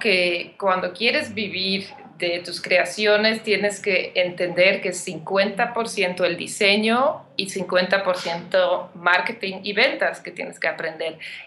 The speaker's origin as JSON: {"language": "Spanish", "country": "Belgium", "moved": "yes", "lives_now": "Mexico", "said": "yo soy de Bélgica, pero llevo 10 años viviendo en México"}